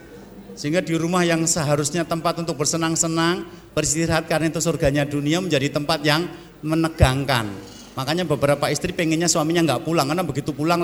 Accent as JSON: {"language": "Indonesian", "region": "Java", "country": "Indonesia", "said": "datangkan saya dari Jawa, tak terangkan"}